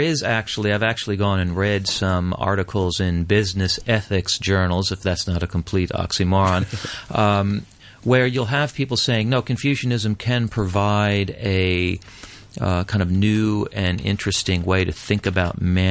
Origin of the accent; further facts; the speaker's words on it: Massachusetts, United States; And there's a case in my home state, in the state of Massachusetts, of a young man who he's 14-year-old, who horribly murdered his teacher.